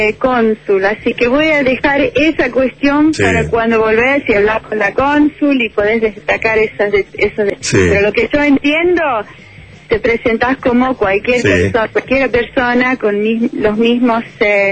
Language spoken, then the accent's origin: Spanish; United States; Yo soy norteamericana, pero soy hija de padres argentinos.